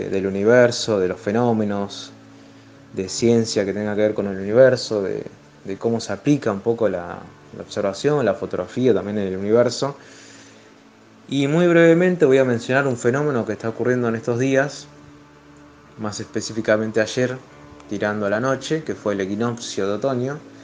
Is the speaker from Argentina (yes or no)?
yes; Rosario, Santa Fe, Argentina; Hace unas semanas atrás estuve allá en Capilla del Monte, yo soy oriundo de Rosario.